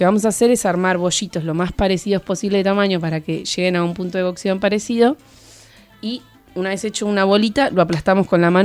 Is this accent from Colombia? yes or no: no; Bahía Blanca, Buenos Aires Province, Argentina; Yo soy de Bahía Blanca